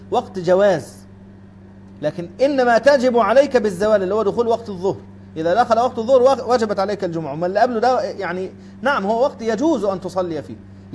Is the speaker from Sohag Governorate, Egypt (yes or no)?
yes; Sohag Governorate, Egypt; انا اذكر اني مرة سافرت الى قريتي في صعيد مصر، في سوهاج، طبعا من القاهرة إلى سوهاج مسافة كبيرة